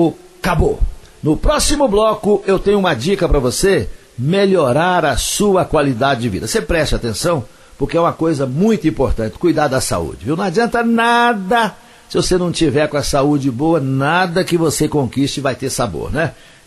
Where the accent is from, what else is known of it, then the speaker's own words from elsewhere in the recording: Coromandel, Minas Gerais, Brazil; lá na minha terra, lá em Coromandel.